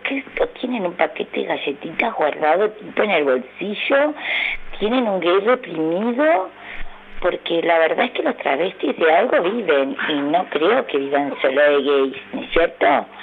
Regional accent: Buenos Aires, Argentina; y soy de Belgrano.

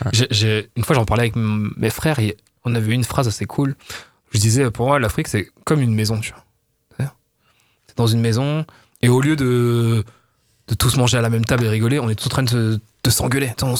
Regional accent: Nice, Provence-Alpes-Côte d'Azur, France; moi, je viens de Nice, quand j'étais petit, je passais mes vacances à Sospel. Sospel, c'est dans la vallée de Roya.

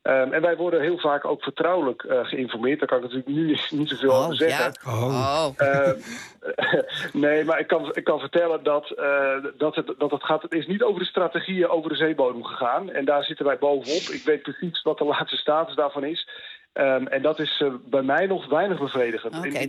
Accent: Netherlands; Dan zou ik denken, toch als Nederlander, als Europa.

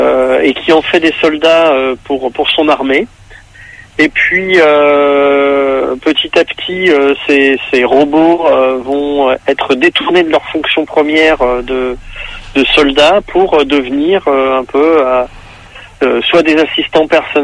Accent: Nancy, Grand Est, France; On est originaire de Nancy, en Lorraine.

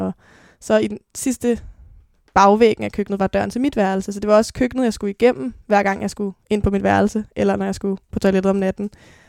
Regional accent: Copenhagen, Capital Region of Denmark, Denmark; Jeg blev født på Rigshospitalet, men er vokset op de første 6 år af mit liv på Nørrebro, på Jægersborggade, sammen med min mor.

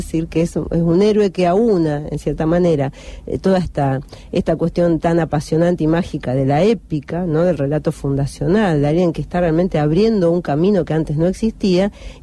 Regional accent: Argentina; nosotros que somos argentinos, por eso somos medio amargo para estas cosas

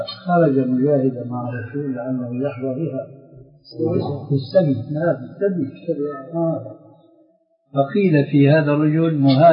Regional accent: Syria; ما بعرف هذا معروف عندكم عندنا في سوريا

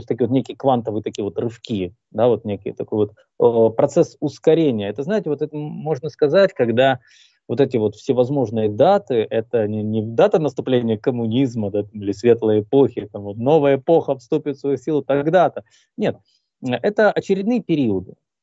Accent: Crimea, Ukraine; Я же крымчанин, напомню тем, кто не знает, я крымчанин, и до 2014 года я был гражданином Украины, ну а с 2014 года я гражданин России.

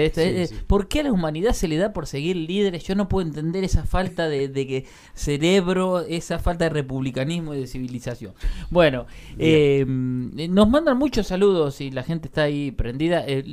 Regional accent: Santa Rosa, La Pampa, Argentina; Yo soy de Villa Alonso

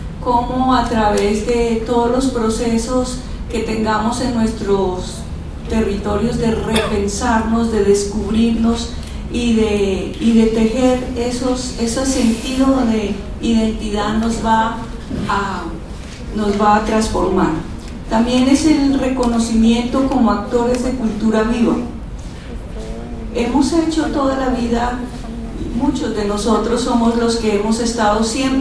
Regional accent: Nariño, Colombia; Nosotros como colombianos también estamos en esas, nos vamos a reacomodar y necesitamos estar muy plantados en nuestros territorios

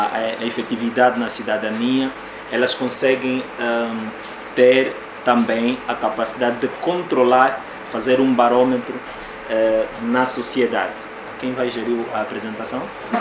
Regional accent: Angola; todos nós somos angolanos

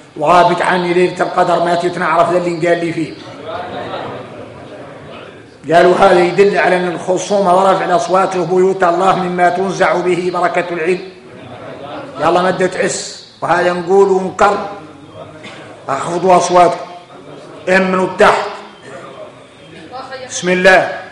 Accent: Mauritania; يعيش في الدنيا يوكل ويشرب وفينا احنا موريتاني

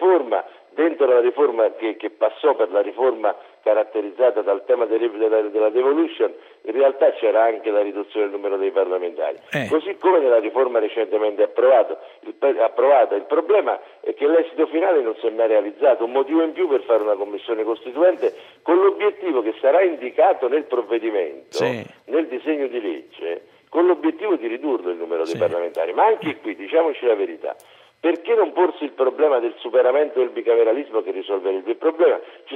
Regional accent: Benevento, Campania, Italy; Sì, sono di Benevento

